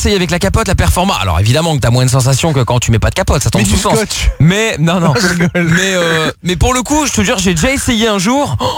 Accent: Portugal; Pourtant, je suis portugais, moi

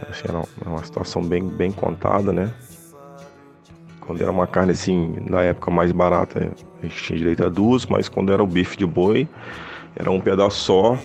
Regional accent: Juiz de Fora, Minas Gerais, Brazil; Porque eu sou do interior, sou de Juiz de Fora, então eu saí do Esporte Clube aqui de Juiz de Fora, nunca tinha ido para um grande centro, né?

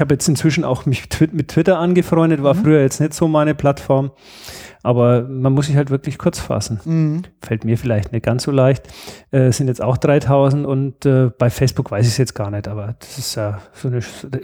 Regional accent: Bavaria, Germany; now in Upper Bavaria, Germany; Wir sind zwar Beutebayern, wir sind ja mal irgendwann erbeutet worden

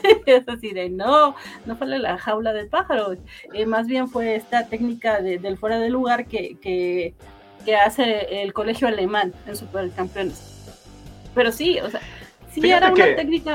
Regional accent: Mexico; creo que como mexicanos odiamos a los gringos

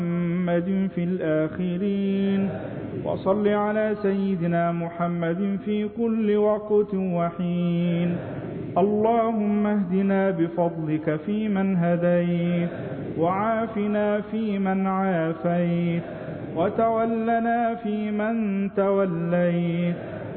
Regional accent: Egypt

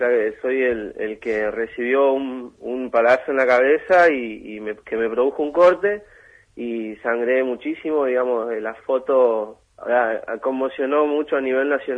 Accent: Rawson, Chubut, Argentina; Yo soy de Rawson, pero estuve mucho tiempo afuera

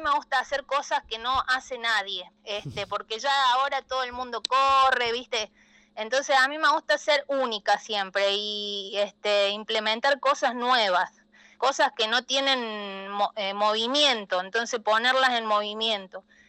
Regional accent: Córdoba, Argentina; Soy la única de Córdoba en participar, en ir, participar y terminarla, hombre, mujer, no ha ido otra persona de acá y muy pocos de Argentina.

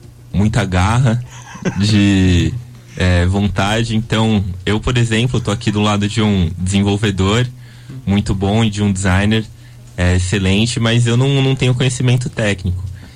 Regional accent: São Paulo, Brazil; now in Rio de Janeiro, Brazil; Talvez vocês já tenham percebido pelo sotaque, eu não sou do Rio, sou de São Paulo. Mas cheguei aqui para estudar.

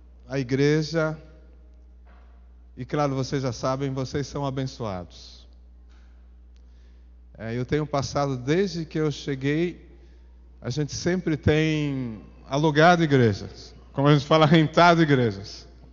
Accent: São Paulo, Brazil; born there; eu nasci na Zona Norte, num bairro que chama Bairro do Limão. Não sei se eu sou azedo, mas nasci no Bairro do Limão. E depois a gente ficou ali pela Zona Leste

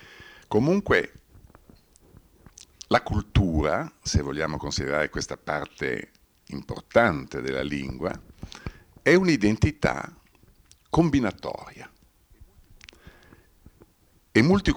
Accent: Trentino-Alto Adige, Italy; io sono cresciuto in Alto Adige conoscendo anche i dialetti. Io ho fatto la prima elementare a Siusi e parlavo il dialetto dell'altopiano di Siusi. Poi ho lavorato tantissimi anni a Caldaro e dovevo parlare il dialetto di Caldaro

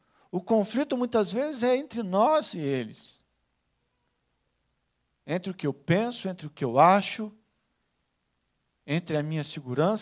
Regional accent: Rio de Janeiro, Brazil; Quando se fala no Rio de Janeiro, também há lugar de conflito. Quando fala no bairro São Pedro, de onde eu sou, há lugar de conflito.

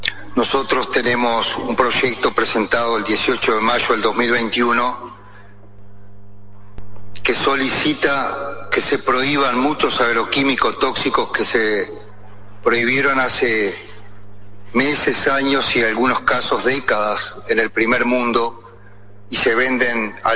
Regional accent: Paysandú, Uruguay; yo soy de Paysandú

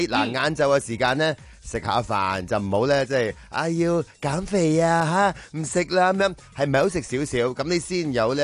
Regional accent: Hong Kong; 哇！我哋香港人之光啊

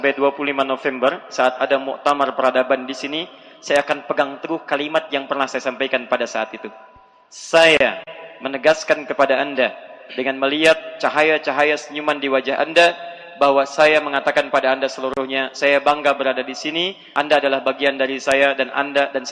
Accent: Yemen; saya bangga mengabarkan pada anda bahwa saya memang dari Yaman dan kakek moyang saya sudah mendahului saya hadir di sini, datang ke negeri ini dari Yaman.

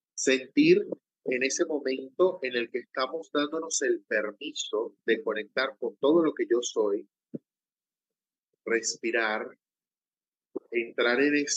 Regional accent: Venezuela; Imagínate un entramado en el juego en mi país, Venezuela.

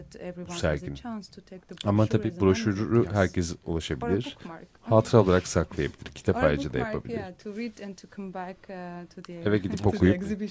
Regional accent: Armenia; Tabii Doğu Ermenicesi de, çünkü ben oradan geliyorum, Ermenistanlıyım.

